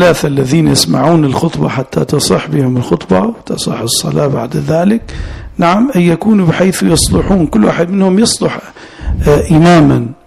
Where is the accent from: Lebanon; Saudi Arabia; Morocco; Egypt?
Saudi Arabia; Najd; وهذا أنا حضرت مرة جمعة في بلادي نجد